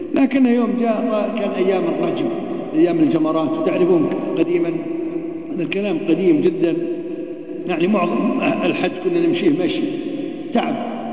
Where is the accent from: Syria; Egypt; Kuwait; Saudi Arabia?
Kuwait; عندنا في الكويت يقول لك تولاه يعني يضرب الضرب